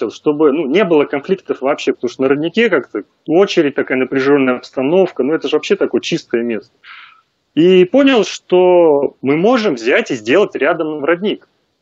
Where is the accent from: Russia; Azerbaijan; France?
Russia; Moscow; мы вот жили в Подмосковье, сам я из Москвы.